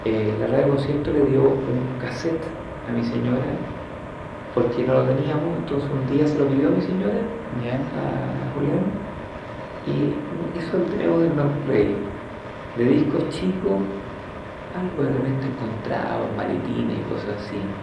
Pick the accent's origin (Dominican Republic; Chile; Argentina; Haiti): Chile; soy chileno, vivo aquí, tengo mis raíces